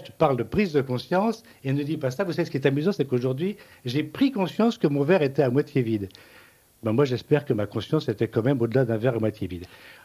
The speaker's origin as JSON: {"language": "French", "country": "Spain", "said": "je suis un Espagnol pur race, c'est-à-dire que je suis un pur bâtard."}